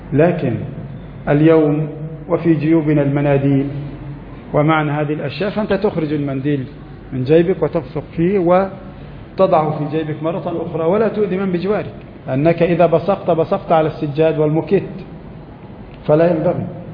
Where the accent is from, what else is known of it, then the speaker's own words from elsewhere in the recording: Egypt; قد يكون عدد المحافظة عندنا في مصر مثلا 5 ملايين